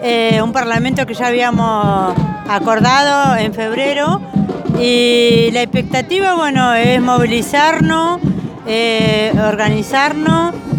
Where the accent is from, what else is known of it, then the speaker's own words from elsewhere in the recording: Bariloche, Río Negro, Argentina; Bueno, nosotros venimos de la zona andina, de varios lugares, digamos, de la zona andina, y yo vengo de Furiloche, Guarría, del centro mapuche Bariloche.